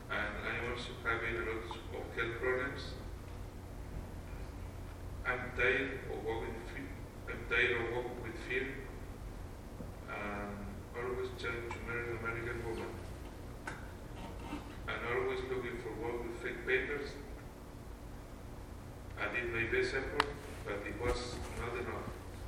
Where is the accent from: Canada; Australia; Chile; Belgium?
Chile; now in United States; I'm from Chile. I've been active member of the church for the last 2 years. I've been living and working in the United States for the last 11 years.